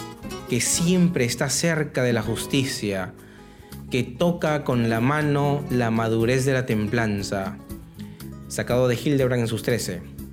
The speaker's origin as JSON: {"language": "Spanish", "country": "Peru", "said": "el pueblo peruano, mi pueblo"}